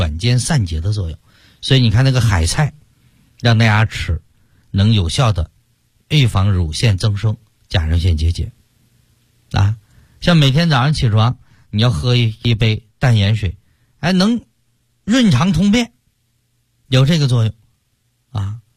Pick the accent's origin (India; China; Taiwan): China; Shanghai; 冬天像我们上海人爱吃甜的